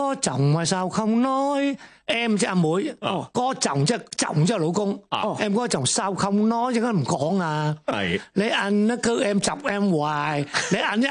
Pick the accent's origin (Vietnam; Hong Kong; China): Vietnam; 我喺越南长大噶嘛